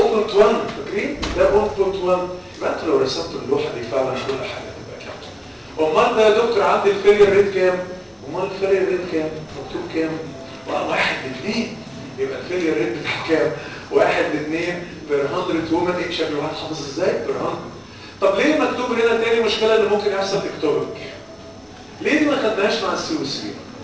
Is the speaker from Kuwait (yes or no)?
no; Egypt; احنا كمصريين بناكل وننكر وننسى.